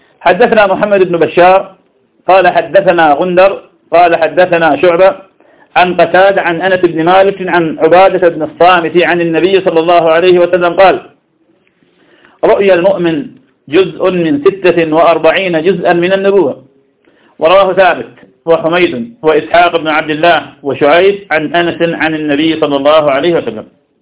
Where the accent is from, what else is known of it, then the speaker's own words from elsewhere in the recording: Ramadi, Al Anbar, Iraq; كان شاف عندنا في الرمادي